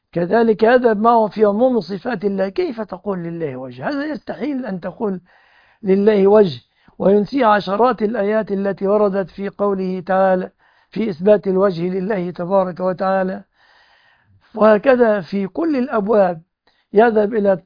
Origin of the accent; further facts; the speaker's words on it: Egypt; أنا مصري وأقول آمين في كل